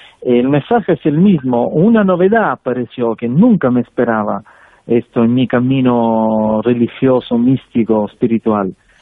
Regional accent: Sicily, Italy; Spanish is a second language; Y en mi tierra, siendo que yo nací en Sicilia

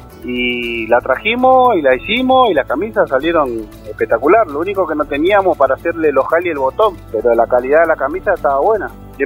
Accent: Almirante Brown, Buenos Aires Province, Argentina; now in Córdoba, Argentina; yo no tenía nadie en Córdoba, yo soy acá de Buenos Aires, Almirante Brown.

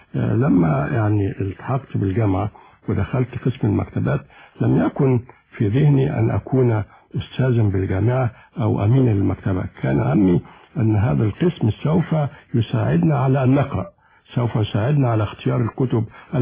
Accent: Sirs al-Layyan, Monufia Governorate, Egypt; born there; الحقيقة أنا ولدت خلال الحرب العالمية الثانية، وعقب الحرب مباشرة اجتاح يمكن معظم أرجاء الوطن المصري وباء الكوليرا

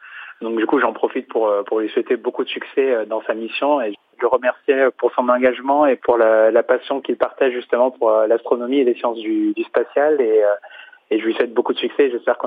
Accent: Nice, Provence-Alpes-Côte d'Azur, France; born there; Moi, je suis né à Nice, de parents sénégalais

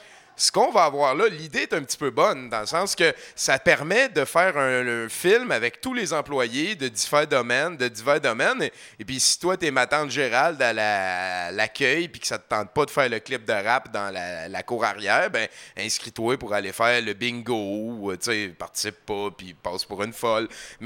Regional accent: Rouyn-Noranda, Quebec, Canada; mais moi aussi, je viens de Rouyn

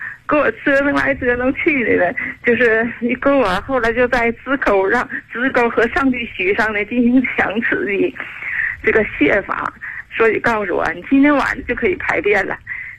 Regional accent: Shenyang, Liaoning, China; moved away as an adult; now in Chengdu, China; 我是地道的沈阳人。

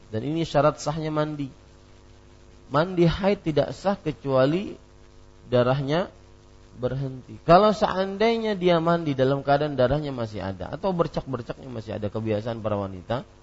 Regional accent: Banjarmasin, South Kalimantan, Indonesia; saya orang Banjarmasin yang tidak lama tinggal di Banjarmasin, akhirnya tidak tahu banyak tentang bahasa Banjar.

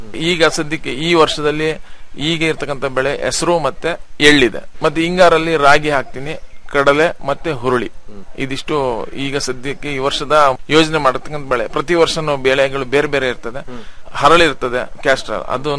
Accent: Bidare, Karnataka, India; ನಂದು ಶ್ರೀಬಿದ್ರಿ ಅಂತ ಹೇಳ್ಬಿಟ್ಟು, ಕಡೂರು ತಾಲೂಕು ಸಕ್ಕರೆಪಟ್ಟಣ ಹೋಬಳಿ.

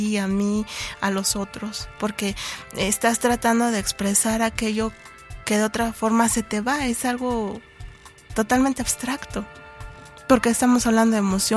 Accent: Cuautepec, Mexico; Cuautepec, mi pueblo, porque a mí me gusta muchísimo leer

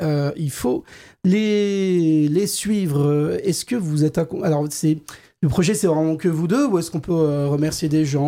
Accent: France; Râlons, s'il vous plaît. On est français, on râle.

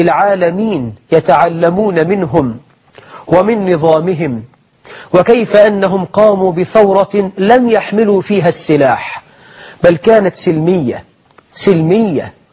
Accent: Egypt

